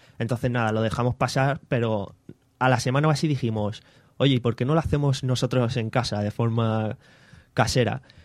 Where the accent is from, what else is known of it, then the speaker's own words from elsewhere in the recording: Valencian Community, Spain; vengo de la Virgen del Remedio. He vivido ahí toda la vida y poca cosa más. Vengo de esa zona.